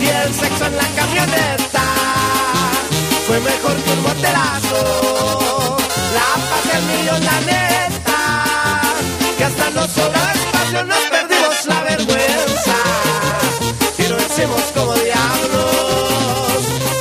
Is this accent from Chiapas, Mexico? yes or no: no; Acapulco, Guerrero, Mexico; Ay, papá, mira, uno de Poza Rica y yo de Acapulqueño.